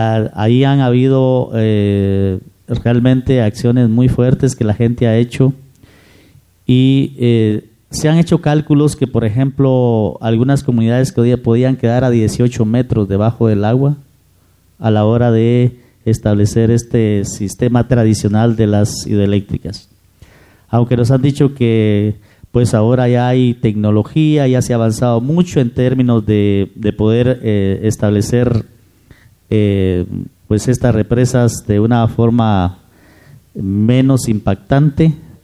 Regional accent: Petén, Guatemala; yo vengo de la República de Petén, ¿verdad? Realmente es un territorio bastante, bueno, hasta hace poco era siempre casi desligado del gobierno central.

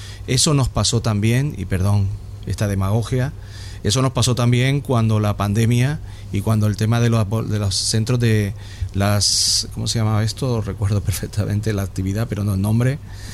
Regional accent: Madrid, Community of Madrid, Spain; Nosotros estamos en Madrid, pero somos de Carabanchel.

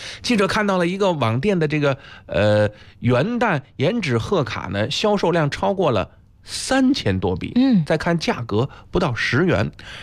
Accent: Beijing, China; 咱们北京人说仙毫

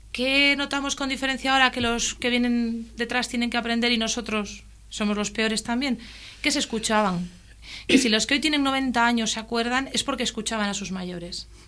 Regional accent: Cantabria, Spain; cuando decimos las gilas en el Alto Nansa es porque venimos los del Alto Nansa

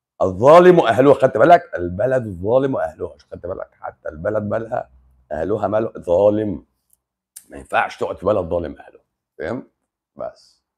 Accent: Upper Egypt, Egypt; مصر جميله، مصر جميله. بص انا من الصعيد

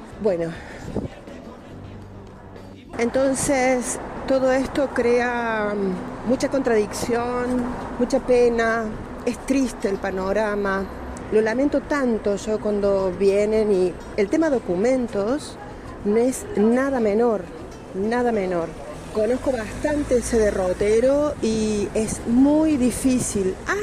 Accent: Argentina; pero como argentino cuesta mucho devolver ese favor

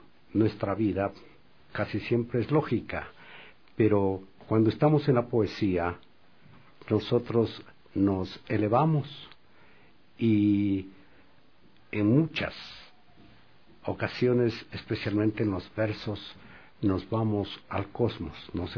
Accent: Quito, Pichincha, Ecuador; como quiteño que soy

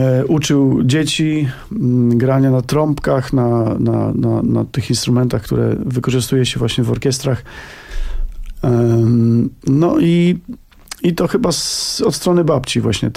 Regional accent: Lesser Poland, Poland; my pochodzimy z Małopolski, tam taka góralskie zacięcie biesiadne u nas jest właściwie nieodłącznym takim elementem naszego życia rodzinnego.

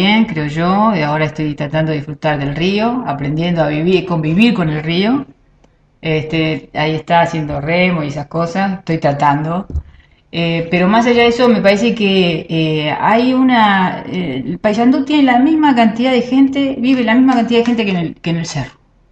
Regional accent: Argentina; now in Uruguay; Siempre desde que yo me vine a vivir acá a Uruguay, yo soy argentina, desde que me vine a vivir acá a Uruguay

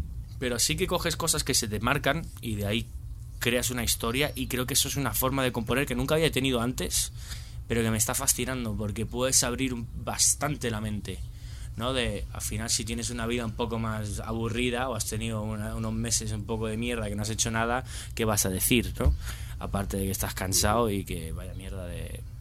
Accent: Benidorm, Valencian Community, Spain; Me crié en Benidorm y dije, estoy hasta los huevos de estar aquí

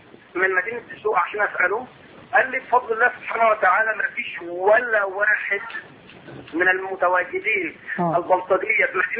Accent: Egypt

